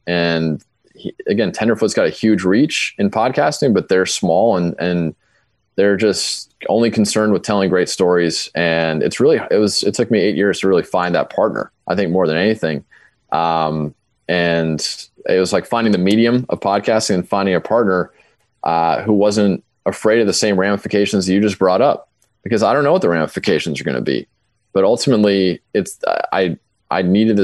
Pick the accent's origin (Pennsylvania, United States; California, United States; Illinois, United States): California, United States; Los Angeles; And I'm a Lakers fan. I grew up in Los Angeles.